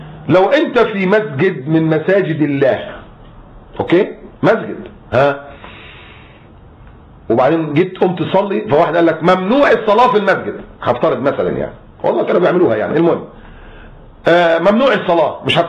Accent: Egypt; انا مصري بس انا مسلم الحمد لله

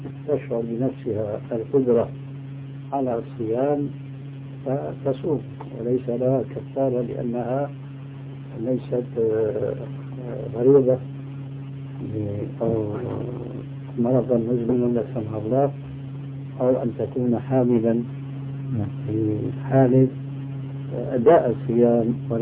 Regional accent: Syria; وأنا شامي طبعا

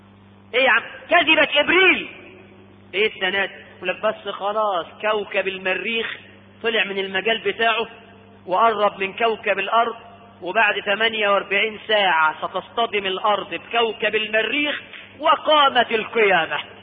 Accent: Egypt; تصدق ان احنا عندنا في مصر ناس بتكذب وتاخد على الكذب فلوس

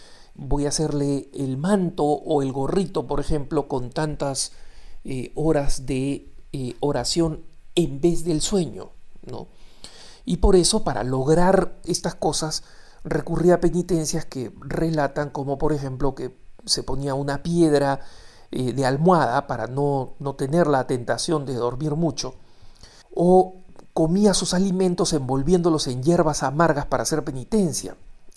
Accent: Peru; no solo porque me he criado en el Perú, soy peruano

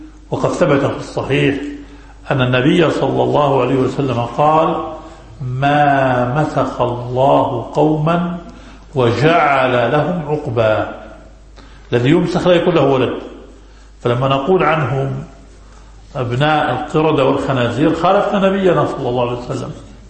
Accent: Jerusalem, Palestine; ثم أهل فلسطين وأنا منهم، وأنا مقدسي

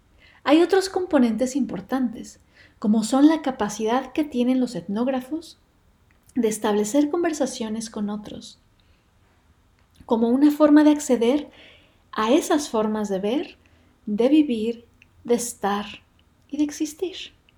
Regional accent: Cauca, Colombia; Soy una mujer colombiana. Hablo desde el suroccidente colombiano. Nací y crecí en las montañas del Cauca, en un departamento que está muy al sur del país, casi en la frontera con Ecuador.

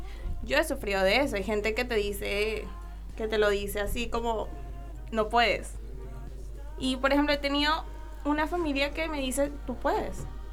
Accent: Venezuela; now in Argentina; Venezuela.

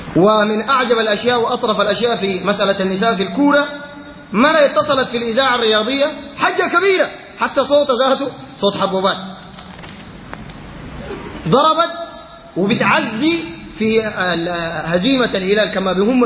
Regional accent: Sudan; لأنه خيبتنا كسودانيين إن النسواننا بيجي يخشوا الاستاد

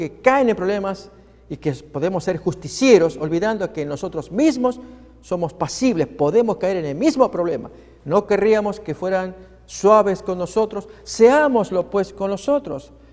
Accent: Argentina; Años atrás, en mi país, Argentina, me tocó acompañar en una campaña evangelística.

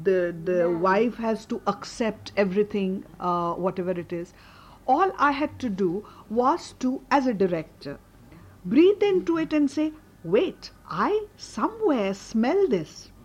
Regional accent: India; when I went there as an Indian, it took me marathon effort to drain myself of my association

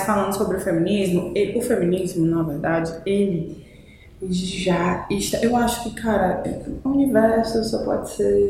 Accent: Espírito Santo, Brazil; moved away; Eu morava no Conjunto Esperança. Morei mais de 20 anos lá. Eu nasci no Espírito Santo. Morava num bairro muito periférico lá. Mais ainda do que o Conjunto Esperança. Vim pro Ceará, morei no Carro do Pompona, fui pro Conjunto Esperança, morei 20 anos lá.

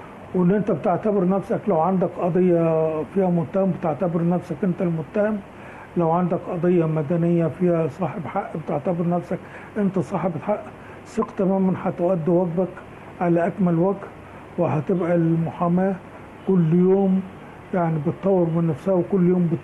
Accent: Egypt; ان احنا مصريين وعايشين في مصر وبنحب مصر

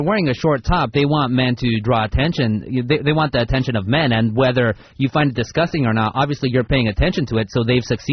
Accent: Anaheim, California, United States; born there; first language Spanish; English is a second language; The first language I spoke until about 6 years old, and I was born in Anaheim here, was Spanish. And now I speak, you know, relatively good English and relatively good Spanish.

